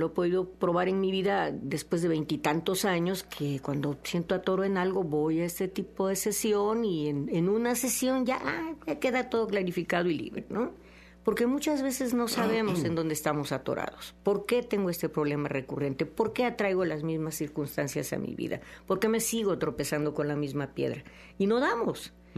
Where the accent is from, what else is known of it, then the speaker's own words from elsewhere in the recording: San Andrés Tuxtla, Veracruz, Mexico; yo soy, ¿no?, hija de médico y tuvimos una clínica en mi pueblo de San Andrés Tuxtla, y hasta mis 30 años de edad viví en ese ambiente de la medicina.